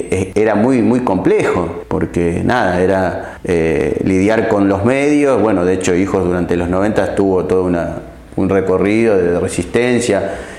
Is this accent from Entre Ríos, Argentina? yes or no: no; La Matanza, Buenos Aires Province, Argentina; also born or lived in Puerto Madryn; crecí en La Matanza, pero nací en Puerto Madryn.